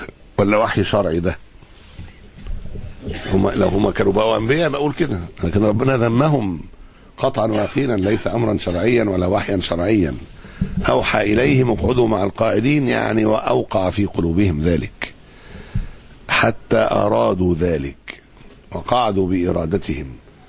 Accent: Egypt; اساطين الليبرالية عندنا في مصر

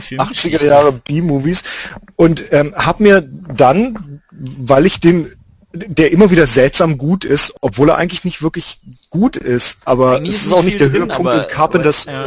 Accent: Lake Constance, Germany; zum Beispiel von dem Bodensee, wo ich herkomme

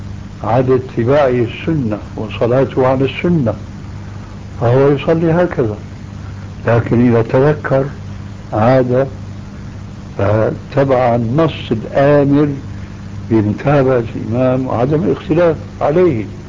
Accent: Syria; كما يقول عندنا في الشام

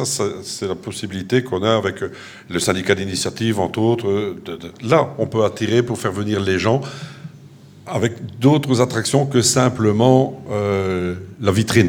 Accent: Le Touquet, Hauts-de-France, France; je suis originaire du Touquet.

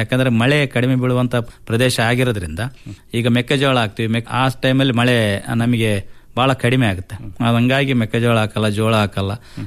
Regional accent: Konasagara, Karnataka, India; ಅಲ್ಲೇ ನಮ್ಮೂರಿನಲ್ಲೇ ಕೋನಸಾಗರದಲ್ಲಿ ಪ್ರಾಥಮಿಕ ಶಿಕ್ಷಣ ಎಲ್ಲ ಮುಗಿದ್ವಿ, ಹೈಸ್ಕೂಲ್ ಸಹ ಅಲ್ಲೇ.

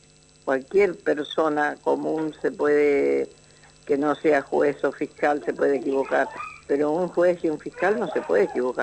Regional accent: Misiones, Argentina; Yo vengo de la selva de Misiones, donde apenas tengo una primaria

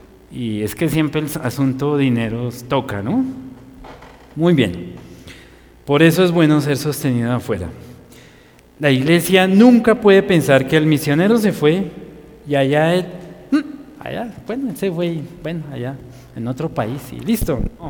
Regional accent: Colombia; Y más por ser colombianos, ¿no?

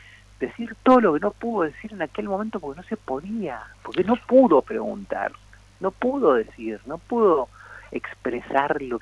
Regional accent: Mendoza, Argentina; soy un autor mendocino, está claro

